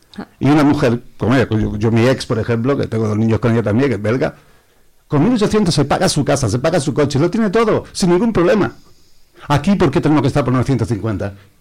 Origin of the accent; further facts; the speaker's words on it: Spain; yo, como muchos españoles, no van a trabajar por 30 euros al día